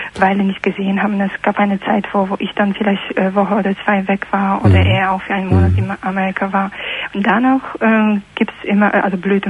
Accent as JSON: {"language": "German", "country": "Poland", "second_language": "German", "said": "Aus Polen."}